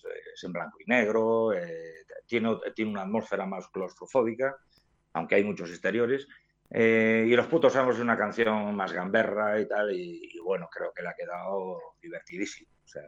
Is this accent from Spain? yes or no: yes; Ponferrada, Castile and León, Spain; Nos queda un poco lejos y tal